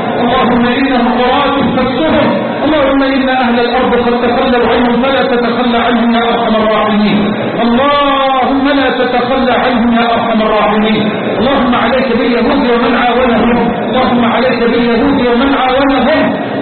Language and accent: Arabic; Egypt; اللهم اجعل بلدنا مصر راحة للأمن والأمان.